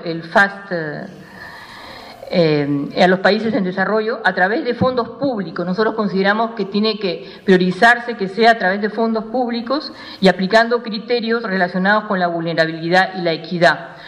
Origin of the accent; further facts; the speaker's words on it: Peru; Esperamos en ese sentido como peruanos y peruanas que el Perú tenga una posición firme y clara